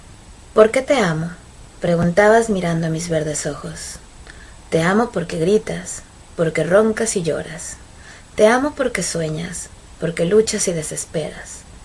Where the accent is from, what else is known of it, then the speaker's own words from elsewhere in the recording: Mexico; now in Barcelona, Spain; soy escritora mexicana, resido en Barcelona, una ciudad que me encanta